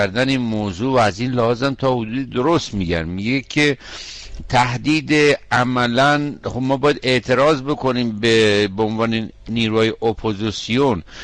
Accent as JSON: {"language": "Persian", "country": "Iran", "said": "ما به عنوان یه ایرانی، یک شهروند ایرانی"}